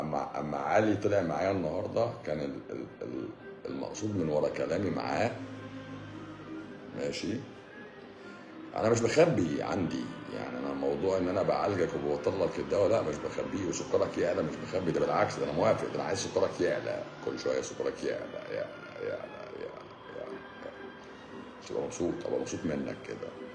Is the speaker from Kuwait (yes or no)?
no; Cairo, Cairo Governorate, Egypt; من القاهره، عامله ايه؟